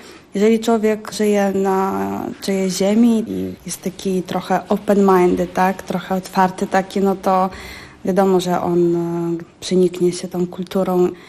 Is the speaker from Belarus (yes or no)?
no; Ukraine; Polish is a second language; now in Poland; Jestem Ukrainką, ale kocham Polskę też.